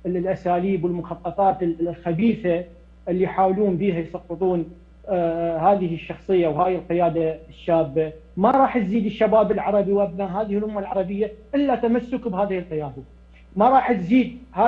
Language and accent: Arabic; Iraq; بعد ما حل الصراحة الدمار ببلداننا بالعراق وبسوريا وبلبنان